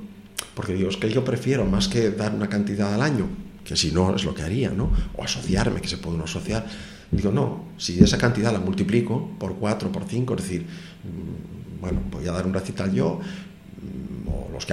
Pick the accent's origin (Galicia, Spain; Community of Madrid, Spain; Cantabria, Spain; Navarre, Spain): Cantabria, Spain; now in Gijón, Spain; Yo vengo de Cantabria, aunque vivo en Gijón por elección propia, ¿eh?